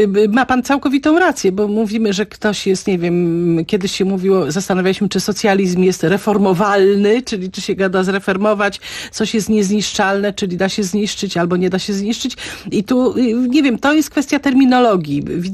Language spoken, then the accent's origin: Polish; Kielce, Świętokrzyskie Voivodeship, Poland; ja się wychowałam w Kielcach i tam wtedy tego nie zauważyłam